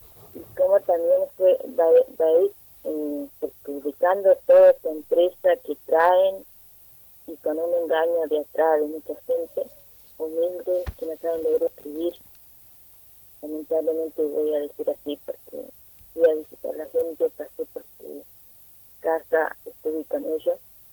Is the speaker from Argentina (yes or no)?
yes; Neuquén, Argentina; vengo de Top Boy, de una comunidad mapuche de acá de la zona norte.